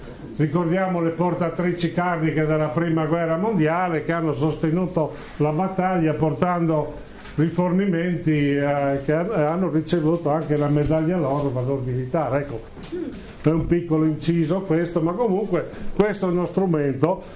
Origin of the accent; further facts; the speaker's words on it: Friuli-Venezia Giulia, Italy; Allora, visto che siamo friulani, ho detto ma ci vuole il J per portare il cesto